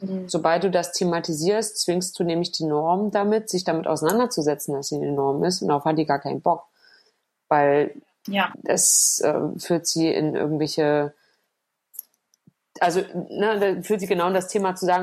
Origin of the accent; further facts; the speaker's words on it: East Germany, Germany; was ich so merke als Ossi, der sich irgendwie auch integriert fühlt in diese Gesellschaft